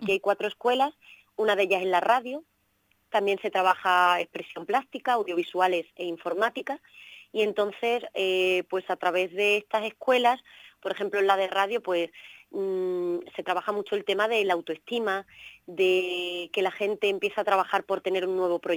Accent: Extremadura, Spain; yo, por mi acento lo veréis, soy extremeña

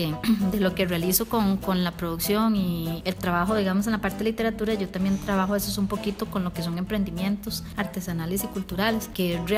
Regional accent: Santa Bárbara de Heredia, Heredia, Costa Rica; Yo soy de Santa Bárbara de Heredia

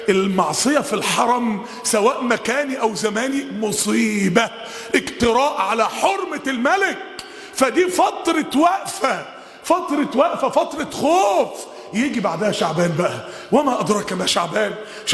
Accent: Mansoura, Dakahlia, Egypt; كان عندنا في المنصورة واحد

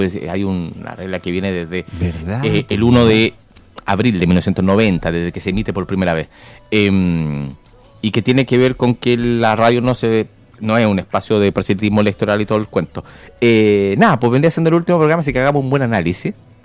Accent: Maipú, Santiago Metropolitan, Chile; born there; Yo nací en Maipú, sí. un lugar que quiero mucho.

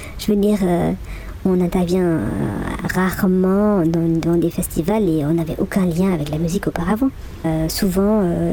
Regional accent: German-speaking Switzerland, Switzerland; French is a second language; on vient de la Suisse alémanique. Je sais, ça s'entend pas parce que j'ai quand même passé moins de temps en Suisse alémanique que maintenant que je passe. Donc ces dernières années en francophonie, on a certes encore un petit accent, mais ça se sent presque plus.

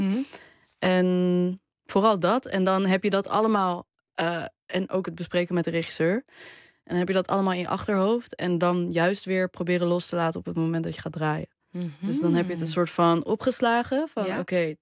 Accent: Arnhem, Gelderland, Netherlands; Want ik kom uit Arnhem, ben er opgegroeid.

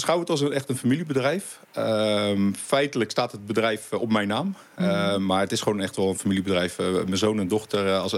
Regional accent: Voorschoten, South Holland, Netherlands; born there; now in Leusden, Netherlands; we zitten inderdaad nu in Leusden. Maar ik kom van oorsprong uit Voorschoten vandaan, Zuid-Holland. Daar ben ik geboren op een boerderij.

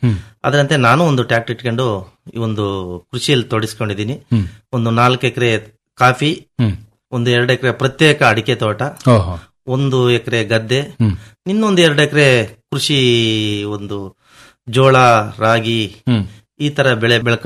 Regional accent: Arkalgud, Karnataka, India; ನಾವು ಮೂಲತಃ ಅರಕಲಗೂಡು ತಾಲೂಕ್ನವರು. ಅಲ್ಲಿ ಹೇಮಾವತಿ ಮುಳುಗಡೆಯಿಂದ ನಮ್ಗೆ ಇಲ್ಲಿ

